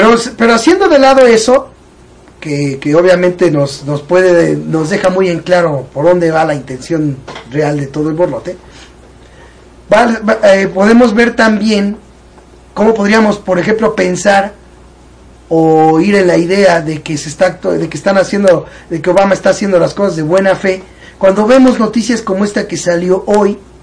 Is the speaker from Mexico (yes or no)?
yes; Mexico; claro que me duele decirlo porque soy mexicano. Porque mi familia está aquí.